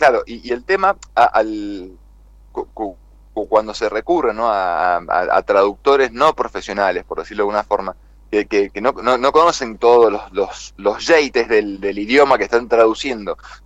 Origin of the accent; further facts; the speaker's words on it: Argentina; tenemos el orgullo, así como argentinos, campeones del mundo